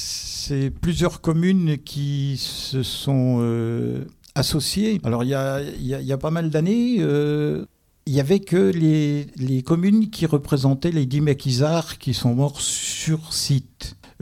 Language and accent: French; Éloyes, Grand Est, France; 70 ans maintenant, je suis originaire d'Éloi. Je mourrai à Éloi, j'ai fait une petite infidélité pour mes études.